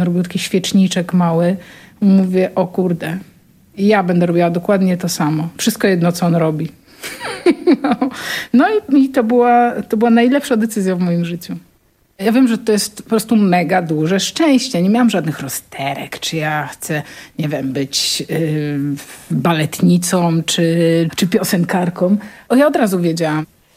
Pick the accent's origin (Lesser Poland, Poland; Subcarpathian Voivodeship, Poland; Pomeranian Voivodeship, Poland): Pomeranian Voivodeship, Poland; ja pochodzę z Kociewia i tam są rzeki, a tam, gdzie są rzeki, zawsze jest glina. Moi rodzice mają taki domek w Sztyklinie